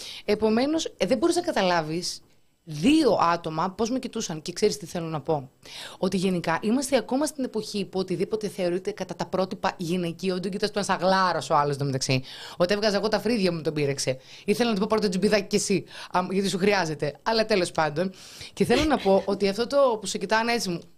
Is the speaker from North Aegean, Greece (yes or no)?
no; Thessaloniki, Central Macedonia, Greece; Είμαι από Θεσσαλονίκη.